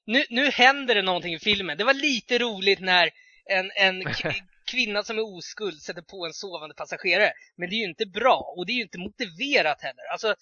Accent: Tullinge, Stockholm County, Sweden; Jag är uppvuxen i Tullinge

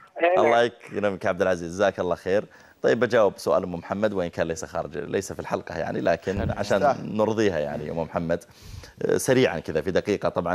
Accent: Saudi Arabia; هذا سمي عندنا في السعودية مسيار

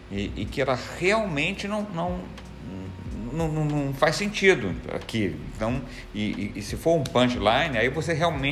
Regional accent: Brazil; now in Portugal; todos percebem que eu sou brasileiro e acham até divertido o fato de eu errar.

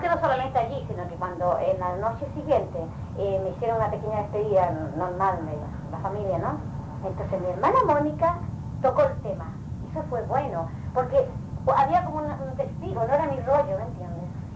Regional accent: Balearic Islands, Spain; yo vengo de Mallorca, de una isla, de España, y ya me voy en 2 días más

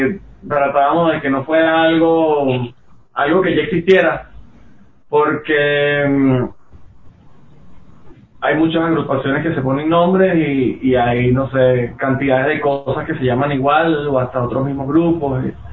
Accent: Maracay, Aragua, Venezuela; now in Ecuador; somos de Maracay, Venezuela. Siempre se confunden y nos dicen de Maracaibo, pero son ciudades diferentes. Maracaibo es frontera con Colombia y ya Maracay es centro norte del país, muy cerca del Mar Caribe.

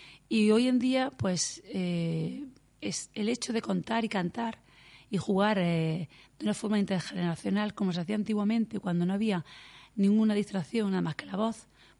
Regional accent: Roquetas de Mar, Andalusia, Spain; Y como soy del Poniente, soy de Roquetas, pues me dediqué al Poniente.

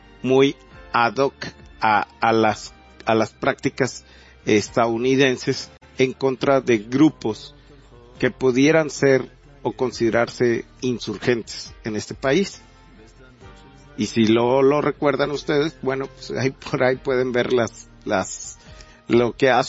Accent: Mexico; muchos de nosotros como mexicanos somos espiados

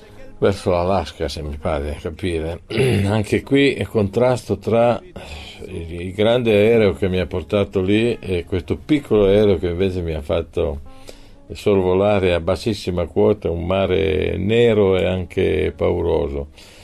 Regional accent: Piedmont, Italy; Sarà che io vengo dal Piemonte, dove siamo tutti un po' falsi cortesi

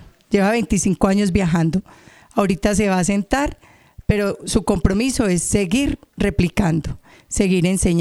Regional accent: Santa Fe de Antioquia, Antioquia, Colombia; de Santa Fe de Antioquia.

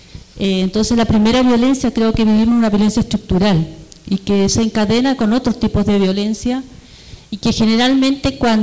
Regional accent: Chile; Yo no me identifico como chilena, para nada. siento que hoy en día es el Estado chileno el que nos oprime de mayor manera.

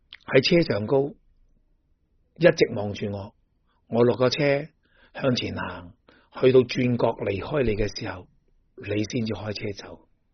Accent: Hong Kong; 即系我哋香港人亦叫做金枝玉叶。

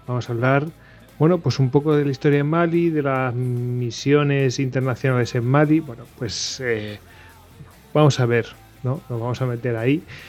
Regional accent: Spain; nosotros como españoles, ¿no? Que hemos mandado tropas allí.

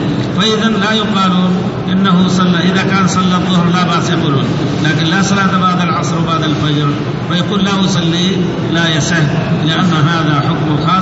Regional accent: India; Arabic is a second language; أنا متخصص في المذهب الحنفي فخلوني أقول وأنا هندي

